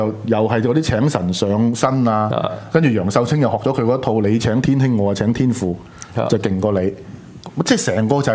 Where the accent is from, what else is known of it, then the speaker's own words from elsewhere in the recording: Hong Kong; 所以這個問題他怕過我們香港人不留意